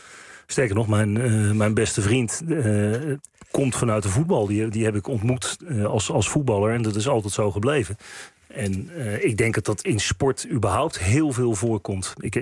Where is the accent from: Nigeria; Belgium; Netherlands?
Netherlands; Maar ik heb ook het idee dat we als Nederlanders, en daar reken ik mezelf ook toe